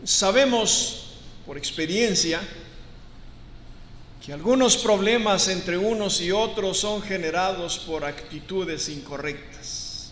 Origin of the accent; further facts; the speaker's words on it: Mexico; born there; los que nacimos en México tenemos una cultura